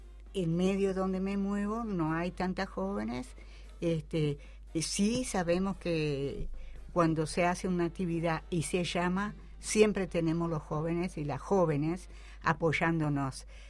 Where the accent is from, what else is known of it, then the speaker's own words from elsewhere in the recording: Salto, Uruguay; also born or lived in Tranqueras / Bella Unión; Nací en Tranqueras Rivera. Nos vinimos para Departamento Salto, donde mi padre fue cañero en el Espinillar, perteneciente al Estado. Más tarde yo me voy para Bella Unión, siendo muy jovencita, y a partir de ahí mi vida se desarrolla en Bella Unión, Departamento Artigas.